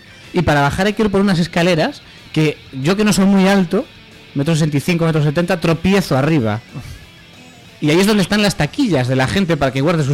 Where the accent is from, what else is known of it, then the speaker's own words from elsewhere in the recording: Pontevedra, Galicia, Spain; now in A Coruña, Spain; Yo soy de Pontevedra, aunque llevo 10 años viviendo en Coruña.